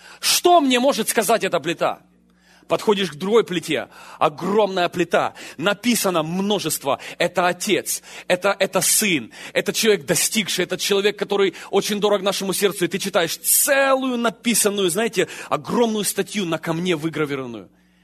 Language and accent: Russian; Ukraine; я рос на Украине на улице, а на улице жесткие законы.